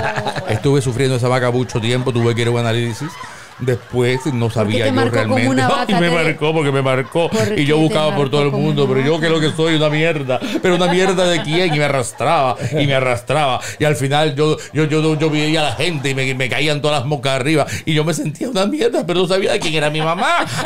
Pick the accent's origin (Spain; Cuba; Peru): Cuba; Los cubanos somos muy chinos.